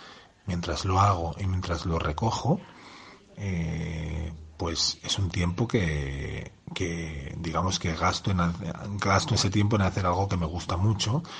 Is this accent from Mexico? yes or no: no; Madrid, Community of Madrid, Spain; Pues bueno, en Madrid, sí soy de Madrid también.